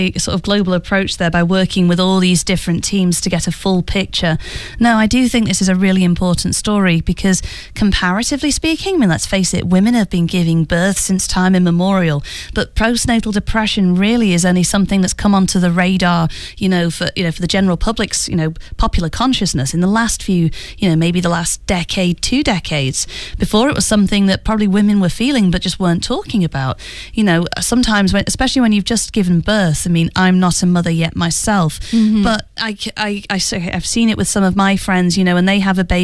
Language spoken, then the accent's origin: English; United Kingdom; it's also one that involves my home country, the UK.